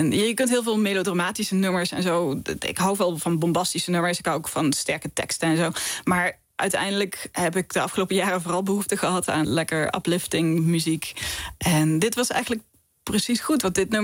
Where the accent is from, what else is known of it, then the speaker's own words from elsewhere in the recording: Geleen, Limburg, Netherlands; ik kom uit Geleen in Zuid-Limburg. En het ligt een beetje zo ingeknepen tussen België en Duitsland. En ja, aan het einde van Nederland eigenlijk.